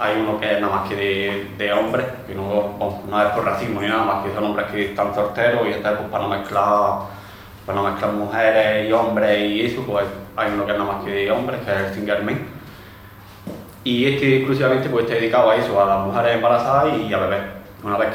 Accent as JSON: {"language": "Spanish", "town": "Padul", "region": "Andalusia", "country": "Spain", "said": "soy del PADUL y he estado dos veces ya ahí en Atenas"}